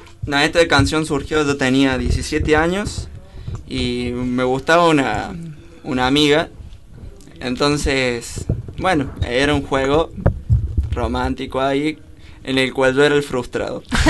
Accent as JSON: {"language": "Spanish", "region": "Córdoba", "country": "Argentina", "said": "Soy un cordobés raro yo, porque no soy del cuarteto ni eso."}